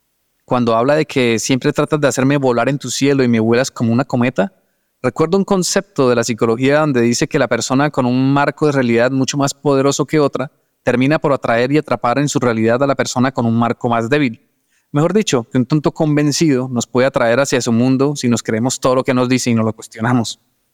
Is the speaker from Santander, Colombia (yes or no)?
yes; Santander, Colombia; Guane es una etnia indígena aquí donde yo soy, de Santander, Colombia